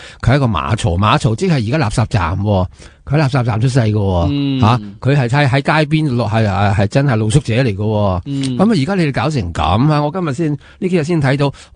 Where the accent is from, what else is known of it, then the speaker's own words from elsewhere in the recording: China; 我系中国人嘛，中国人啊